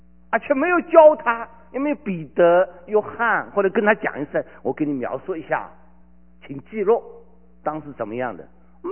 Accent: China; 我以前我从大陆来的

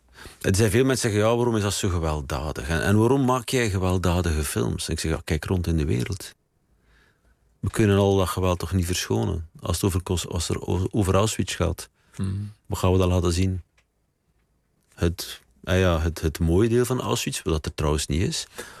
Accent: Knesselare, Flanders, Belgium; Mijn opa was volgens mij de eerste socialist van het kleine dorp Kneslaren, waar ik vandaan kom.

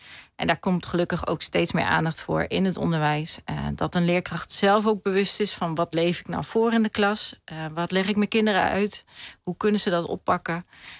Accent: Hengelo, Overijssel, Netherlands; Ja, ik kom zelf ook uit het oosten van het land, Hengelo.

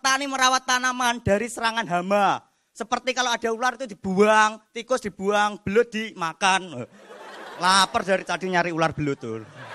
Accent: Madiun, East Java, Indonesia; Perkenalkan … dan saya dari Madiun. Dan saya ini anaknya petani teman-teman.

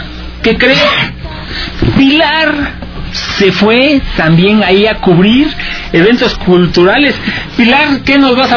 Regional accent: Mexico; como somos mexicanos

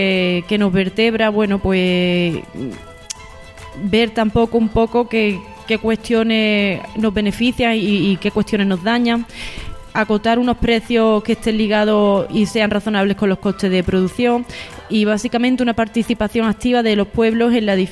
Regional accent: Andalusia, Spain; Soy mujer andaluza, rural, y a ello me debo también, ¿no?

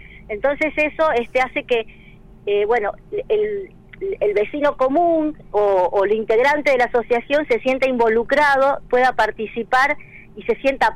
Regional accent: Rosario, Santa Fe, Argentina; now in Valle Hermoso, Argentina; Sí, yo soy oriunda de Rosario, hace 25 años que vivo en Valle Hermoso.

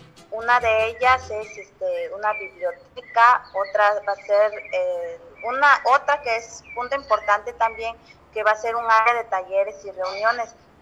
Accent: Juchitán, Oaxaca, Mexico; soy de Juchitán, Oaxaca, del barrio de la séptima sección, y soy costurera o modista.

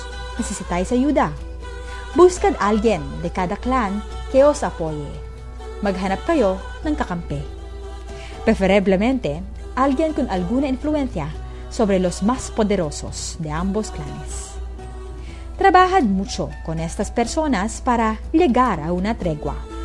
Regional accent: Calabarzon, Philippines; Vengo de una familia de una dinastía política, como si dijéramos. Somos los reyes de Cavite.

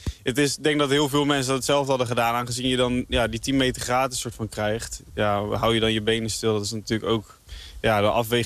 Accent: Netherlands; Het is natuurlijk een van de weinige Nederlandse grote wedstrijden. Dus ja, dan wil je daar als Nederlander wel goed rijden.

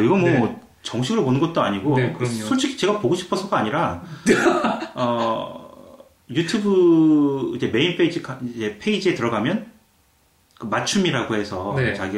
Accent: South Korea; 전 80년대 어린 시절을 한국에서 보냈는데

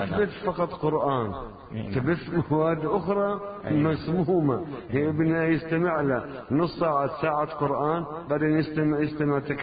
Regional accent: South Governorate, Lebanon; أنا قريتنا من الشريط الحدودي

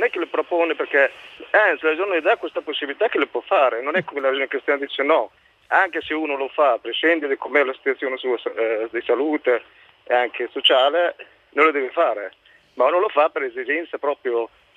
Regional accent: Morocco; now in Italy; Io sono del Marocco.

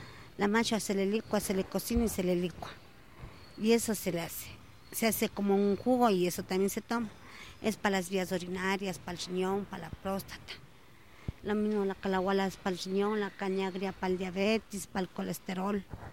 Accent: Quito, Pichincha, Ecuador; Yo soy de aquí, de Quito.

